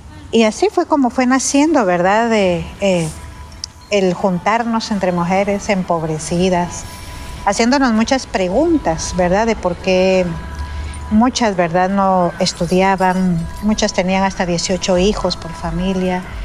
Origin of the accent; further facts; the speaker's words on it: Ximulé, Guatemala; Soy una mujer maya cacchi xinca. Nací en Ximulé, Guatemala, y vengo desde ahí.